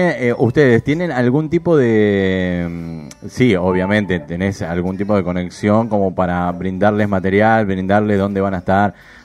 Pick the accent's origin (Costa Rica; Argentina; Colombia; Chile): Argentina; Buenos Aires; Soy de acá de Buenos Aires, pero me gusta Córdoba.